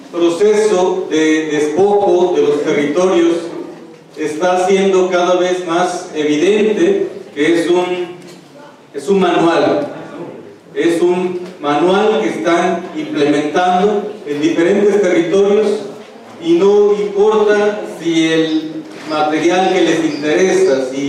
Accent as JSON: {"language": "Spanish", "region": "Yucatán Peninsula", "country": "Mexico", "said": "Nosotros venimos de Tierra Maya. Venimos del territorio maya de la península de Yucatán."}